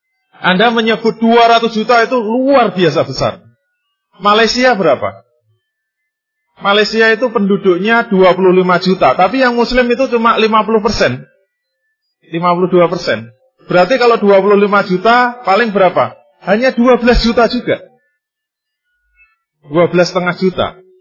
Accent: Indonesia; Kalau kita ditanya, Anda dari mana? Begitu kita menjawab, saya dari Indonesia.

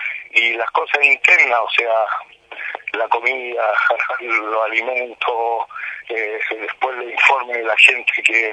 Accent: Córdoba, Argentina; de San Cipuede, de Córdoba.

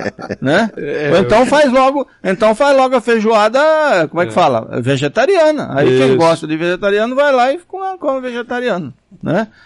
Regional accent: Patamuté, Bahia, Brazil; Rapaz, esse livro meu, até em Patamuté tem. Na minha terra.

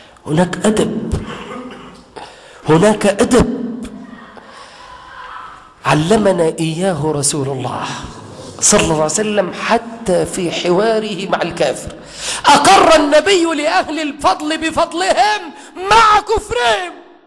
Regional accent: Egypt; وأي خناقة عندنا في مصر دلوقتي ما يسقطش فيها قتلة

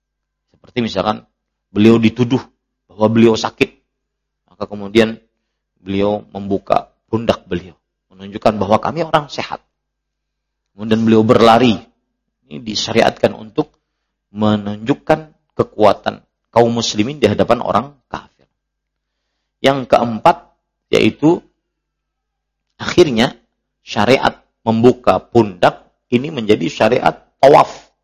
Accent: Banjarmasin, South Kalimantan, Indonesia; Rumah keluarga saya kan banyak di Sungai Mesa. Kita orang Sungai Mesa.

